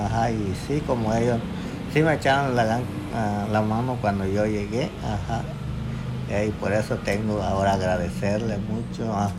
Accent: Puerto Escondido, Oaxaca, Mexico; De Puerto Escondido.

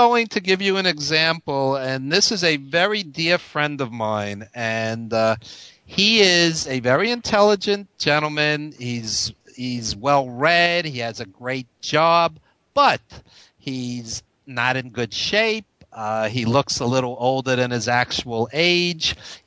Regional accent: Brooklyn, New York, United States; accent: Brooklyn; So I have my Brooklyn accent.

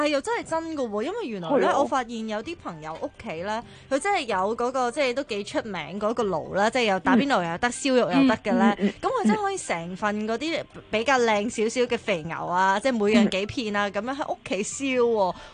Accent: Hong Kong; 我哋香港人就系咁噶啦，或者系我哋啦，即系某一啲人啦。

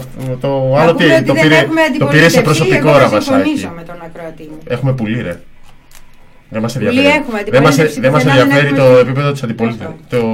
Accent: Kato Kamila, Central Macedonia, Greece; Σέρες. Κάτω Καμήλα Σερών είναι το χωριό από εκεί.

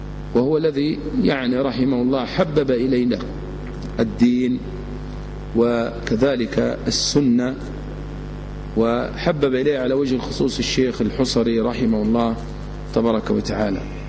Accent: Egypt; فأنا مصري مثله وأنت الذي تسأل عنه لأنك سعودي وهو مصري، وإنما تسألني عمن أعرفه وأسكن في المنطقة التي هو فيها وإلى جوار مسجده الذي تربيت فيه.

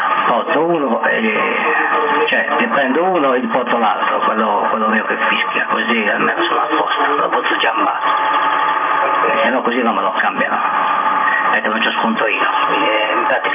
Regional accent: Corsica, France; sono francese, dalla Corsica.

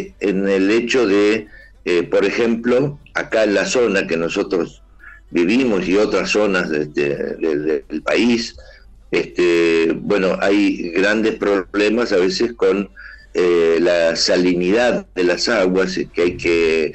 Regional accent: Córdoba, Argentina; now in Berazategui, Argentina; De hecho, cuando vinimos de Córdoba, primeramente vine con ella solamente. Y aquí estuvimos, aquí en Berazategui, donde sigo viviendo.

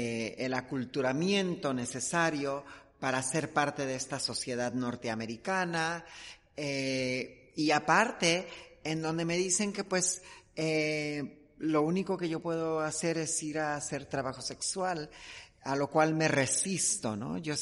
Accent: Mexico; seguimos siendo asesinadas en mi país, en México.

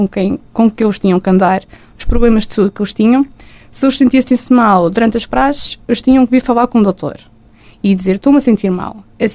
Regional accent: Madeira, Portugal; now in Vila Real, Portugal; Sendo caloira e sendo madeirense, obviamente que passo muito mais tempo cá em Vila Real, só vou à Madeira nos tempos de férias.

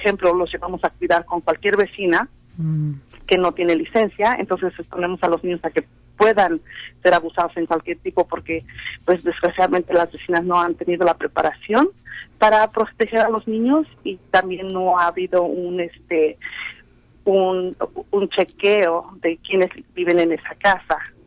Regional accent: Mexico; te voy a mandar a México, por decir así, que yo soy de México, ¿no?

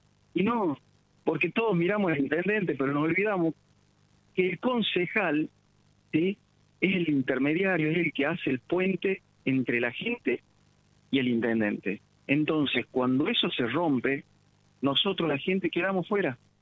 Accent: Argentina; yo viví afuera y la vi llorar a mi mamá, a mi papá, yo sufrí la vuelta de la vida, me hicieron volver a la Argentina, y no me volvería a ir ¿Por qué? Porque amo mi tierra

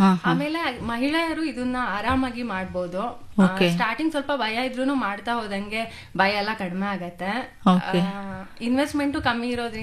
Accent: Sagar, Karnataka, India; Actually ನನ್ನ ಊರು ಸಾಗರ.

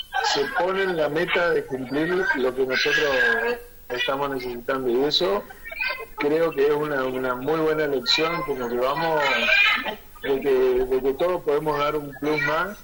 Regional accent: Argentina; No sé si es porque somos argentinos o lo hacemos todo

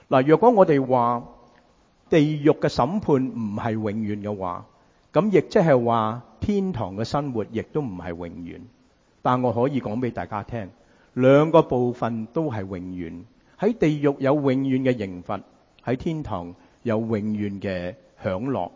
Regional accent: United States; 因为我哋美国人好中意讲华氏。

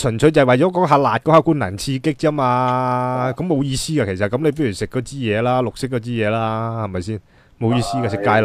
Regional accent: Guangdong, China; 呢啲唔系我哋广东人嗰啲嘢嚟噶嘛？

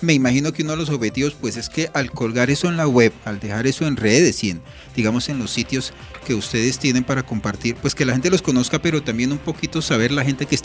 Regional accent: Boyacá, Colombia; now in Soacha, Colombia; yo llevo 24 años en esta ciudad, aunque yo sí soy, yo soy boyacense y duré muchos años allá, pero también 24 años en el municipio, pues es mucho tiempo, ¿no?

